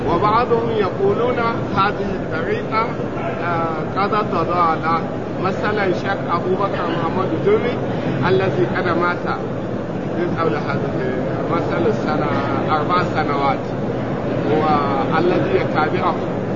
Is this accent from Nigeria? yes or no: yes; Nigeria; لأن في نيجيريا، في بلادنا نيجيريا، ينقسم العلماء إلى قسمين